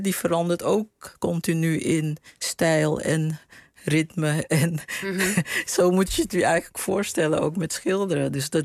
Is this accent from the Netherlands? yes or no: no; Paramaribo, Suriname; De herinneringen waren meer in het huis waar ik opgroeide, zeg maar. En de sfeer op straat in Paramaribo.